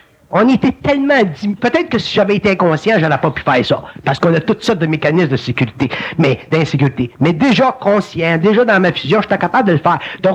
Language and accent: French; Montreal, Quebec, Canada; parce que je suis bonhomme de Montréal